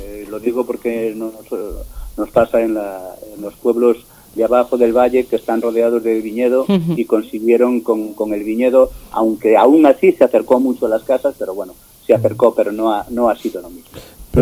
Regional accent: Galicia, Spain; los gallegos, pues me imagino que como los vascos, el terruño nos puede en muchas ocasiones. Y el hecho de que bueno, pues que nos hemos criado ahí en el pueblo

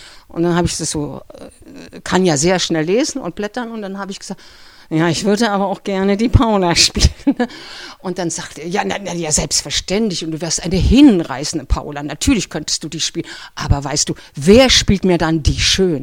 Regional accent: Berlin, Germany; weil ich bin auch ein Berliner Typ. Ich komme aus dem Hinterhaus.

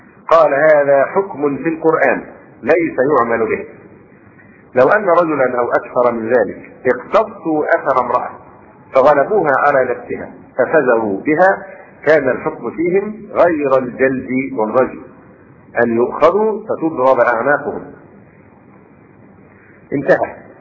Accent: Egypt; ولا شك ان هذه القضية بالذات هنا عندنا في مصر الان مشكلة في غاية التعقيد

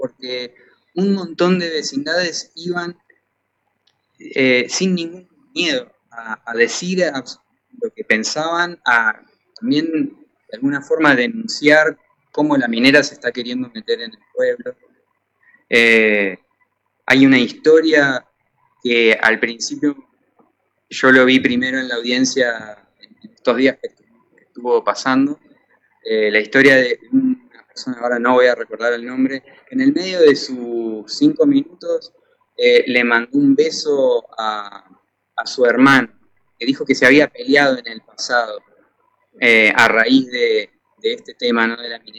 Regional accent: Ushuaia, Tierra del Fuego, Argentina; born there; also born or lived in Rosario / La Plata; now in Mendoza, Argentina; yo nací en Ushuaia, pero también tuve la suerte de vivir en Rosario y en La Plata, y ahora estoy viviendo acá en Mendoza

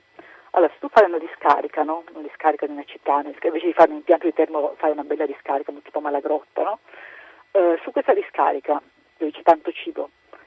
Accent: Trieste, Friuli-Venezia Giulia, Italy; per me che sono di Trieste

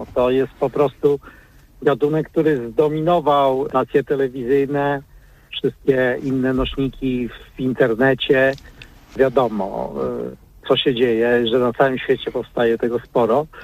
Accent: Gdynia, Pomeranian Voivodeship, Poland; urodziłem się w innym mieście, ale dorastałem w Gdyni i czuję z tym miastem silny związek.

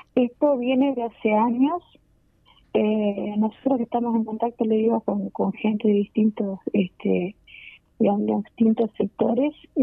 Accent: Uruguay; nosotros consideramos que todos somos uruguayos

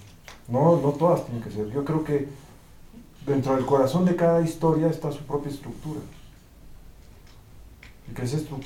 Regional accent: Mexico; Salvaje es una historia basada en el barrio en el que crecí. Yo vengo de Barrio Bravo, ¿no? Es muy triste que me hablen en inglés cuando soy mexicano de 20 generaciones

